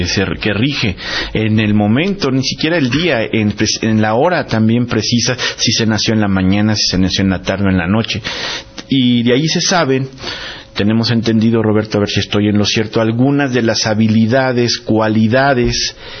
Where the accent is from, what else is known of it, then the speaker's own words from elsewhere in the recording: Mexico; el Tonalpohualli en este caso es el que debes de investigar como mexicano. Es lo más cercano pues a nuestras raíces